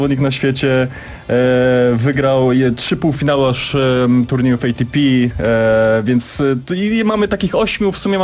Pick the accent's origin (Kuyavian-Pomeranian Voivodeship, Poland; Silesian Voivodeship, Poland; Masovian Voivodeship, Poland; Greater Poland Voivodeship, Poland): Masovian Voivodeship, Poland; Warsaw; Jestem z Warszawy, więc dla mnie to jest dosyć wygodne